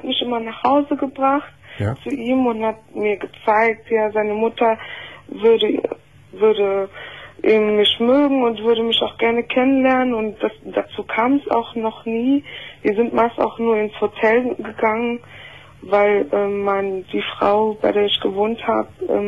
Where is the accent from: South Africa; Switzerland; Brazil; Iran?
Brazil; Ja, und bin auch Brasilianerin